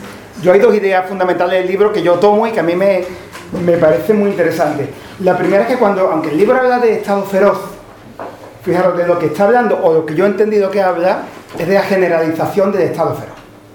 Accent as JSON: {"language": "Spanish", "region": "Andalusia", "country": "Spain", "said": "yo soy andaluz, no soy vasco. Es raro aquí, es raro."}